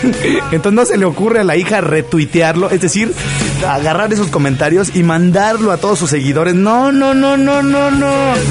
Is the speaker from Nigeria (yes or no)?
no; Mexico; como buenos mexicanos que somos